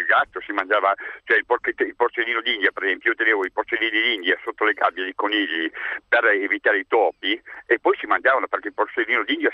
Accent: Piedmont, Italy; Io sono piemontese, per cui si mangia ancora adesso la marmotta in Val d'Aosta.

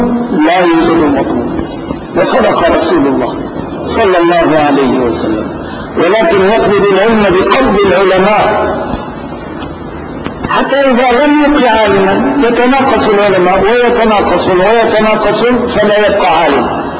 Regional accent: Damascus, Damascus Governorate, Syria; نعم، أيضا بلدتنا دمشق هكذا

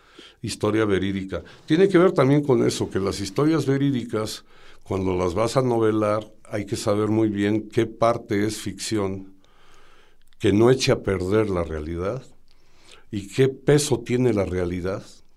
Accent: Mexico; porque como buen mexicano, pues no sé, yo vi el horario

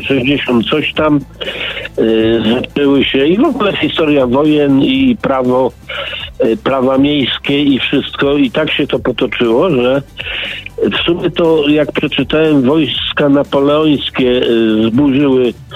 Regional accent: Poznań, Greater Poland Voivodeship, Poland; przez 3 dni znalazłem 12 ludzi, rodowitych poznaniaków. Ja byłem 13.

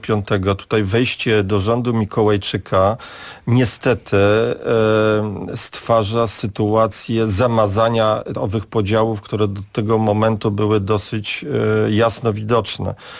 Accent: Warsaw, Masovian Voivodeship, Poland; tak jak ja jako warszawiak patrzę

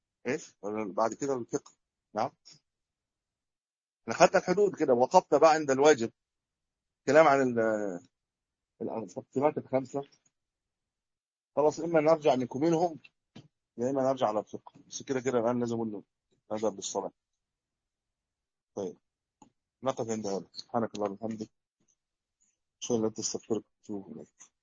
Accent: Egypt; عندنا في مصر البر يقولوا إيش؟ البر يطلق على إيش عندنا؟ القمح.

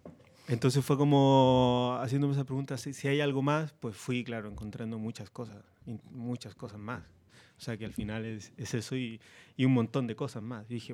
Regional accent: Parral, Maule, Chile; Sí, de un pueblito que se llama Parral.

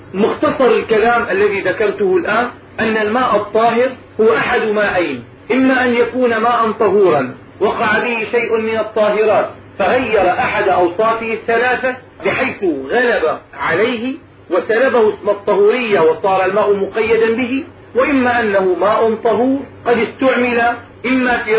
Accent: Damascus, Damascus Governorate, Syria; دائما عندنا في دمشق تعزل الأنهار وتنظف في كل سنة

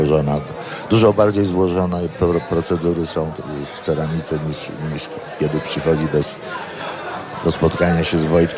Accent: Wrocław, Lower Silesian Voivodeship, Poland; jestem wrocławianinem, a teraz już trochę outsiderem wrocławskim.

